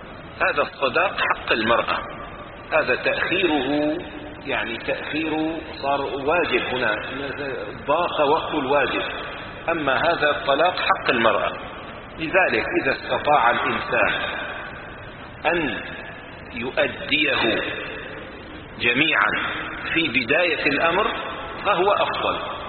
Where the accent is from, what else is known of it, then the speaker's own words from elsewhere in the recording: Syria; مثلا عندنا في سوريا كان الدولار مثلا 50 ليرة